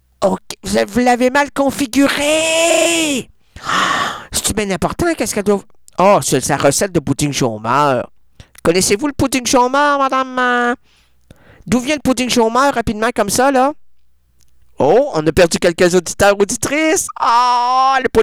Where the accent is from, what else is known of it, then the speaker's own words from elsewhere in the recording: Trois-Pistoles, Quebec, Canada; Moi, je viens de Trois Pistoles.